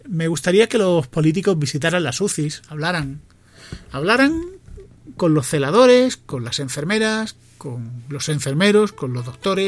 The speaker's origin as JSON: {"language": "Spanish", "country": "Spain", "said": "¿cuántos millones somos de españoles? ¿Cuarenta y tantos?"}